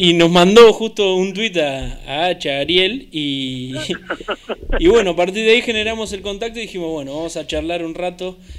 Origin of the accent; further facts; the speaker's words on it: Mar del Plata, Buenos Aires Province, Argentina; Yo también soy de Mar del Plata.